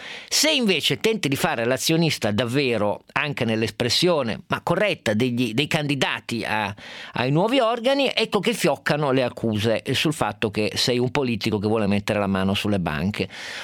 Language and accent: Italian; Turin, Piedmont, Italy; lo dico da torinese in quel caso